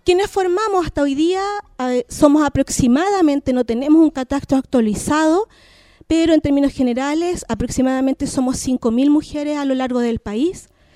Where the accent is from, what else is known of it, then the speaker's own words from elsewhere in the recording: Santiago, Santiago Metropolitan Region, Chile; yo soy nacida y criada en Santiago, evidentemente, pero soy mapuche